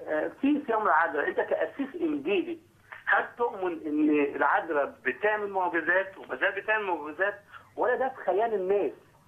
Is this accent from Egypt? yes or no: yes; Egypt; هل انا كمصري مسيحي